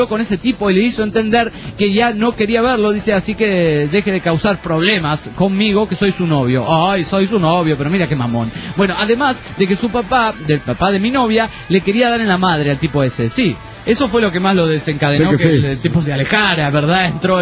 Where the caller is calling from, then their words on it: Badalona, Catalonia, Spain; de Badalona, España.